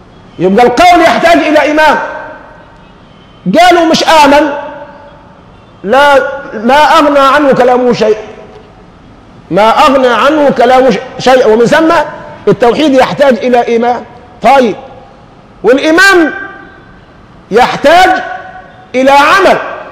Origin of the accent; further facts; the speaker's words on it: Egypt; احنا للان النازمه دي ماسكه في لساننا كمصريين